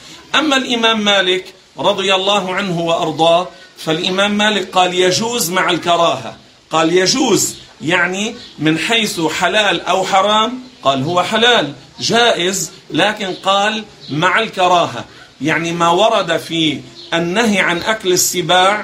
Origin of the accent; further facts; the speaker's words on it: Beirut, Beirut Governorate, Lebanon; نحن عندنا في بيروت مثلا لا نأكله